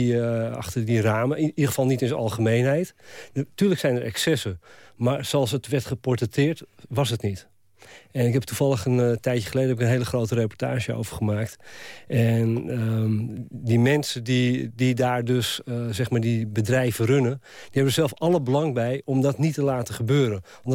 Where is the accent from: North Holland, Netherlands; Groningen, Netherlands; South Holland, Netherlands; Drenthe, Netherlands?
North Holland, Netherlands; Amsterdam; ik ben opgegroeid in de Wallenbuurt.